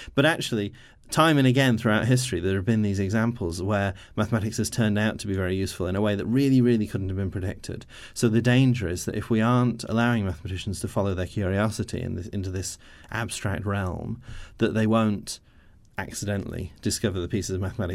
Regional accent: Nottingham, East Midlands, United Kingdom; I'm from Nottingham

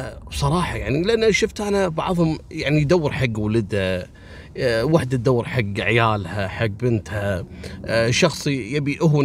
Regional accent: Kuwait; عندنا في الكويت

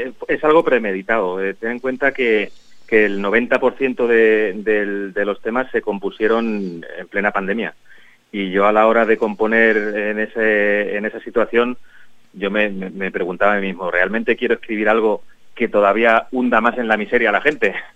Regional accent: Valdepeñas, Castilla-La Mancha, Spain; somos todos de Valdepeñas y somos todos amigos de hace un montón de años

